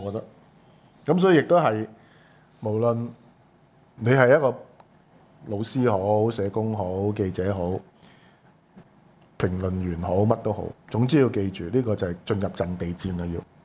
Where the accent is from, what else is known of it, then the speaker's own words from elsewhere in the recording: Hong Kong; 即係唔係我哋香港人可以喺呢個咁嘅城市裏邊去捉噶啦